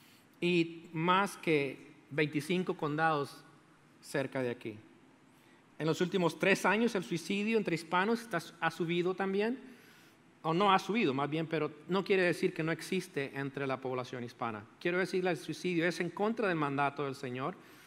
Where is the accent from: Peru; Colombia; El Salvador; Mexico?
El Salvador; born there; Adivine quién es primero. Es mi país natal, El Salvador, ahí.